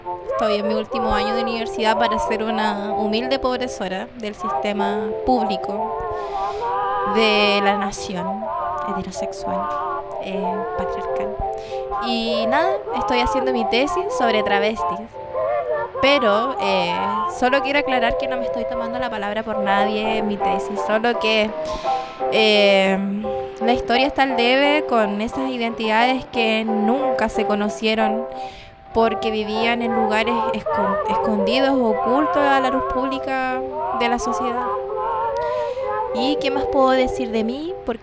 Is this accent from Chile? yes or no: yes; Valparaíso, Chile; voy a decir que soy un travesti de Valparaíso